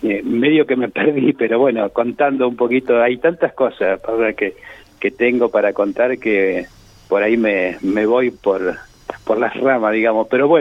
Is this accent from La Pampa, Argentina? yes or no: yes; La Pampa, Argentina; importante que nosotros los pampeanos tengamos la memoria del agua